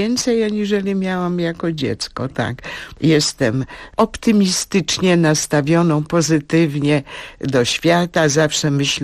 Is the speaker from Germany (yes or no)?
no; Międzyrzec, Lublin Voivodeship, Poland; born there; Ja się urodziłam jakby na Litwie.